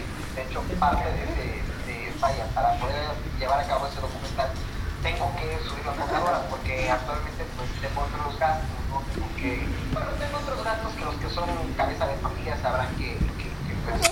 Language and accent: Spanish; Mexico City, Mexico; cuando voy a la Ciudad de México, de donde soy originario